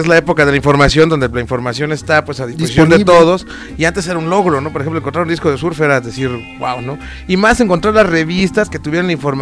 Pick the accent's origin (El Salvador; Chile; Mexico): Mexico; fíjate aquí cómo somos los mexicanos